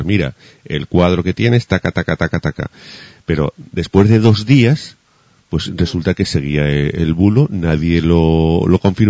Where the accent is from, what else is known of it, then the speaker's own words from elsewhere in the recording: Huesca, Aragon, Spain; born there; yo nací en Huesca, en una calle, calle La Palma número 7